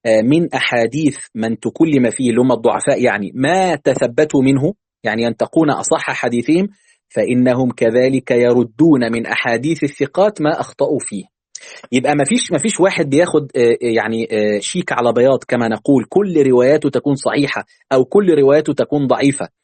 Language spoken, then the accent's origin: Arabic; Egypt; عندنا في مصر